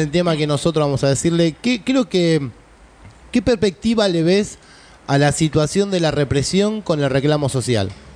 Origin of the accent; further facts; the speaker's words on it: Paso del Rey, Buenos Aires Province, Argentina; porque yo soy de provincia como vos, yo sabés que soy yo de Paso de Rey